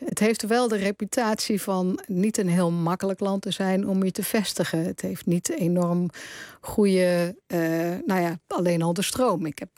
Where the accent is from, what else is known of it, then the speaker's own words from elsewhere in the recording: Berkel-Enschot, North Brabant, Netherlands; ik ben geboren en getogen in Berkel en Schot, ook al is dat later geannexeerd door Tilburg.